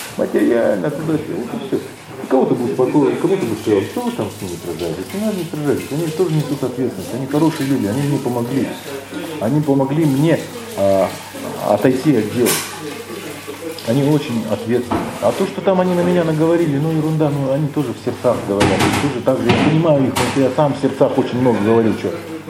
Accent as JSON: {"language": "Russian", "country": "Russia", "said": "Я обычный человек. Я обычный россиянин."}